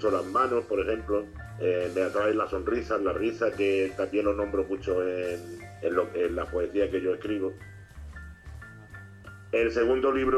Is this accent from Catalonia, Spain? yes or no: no; Málaga, Andalusia, Spain; born there; Nací en Málaga un 9 de abril del 50. En el hospital 18 de julio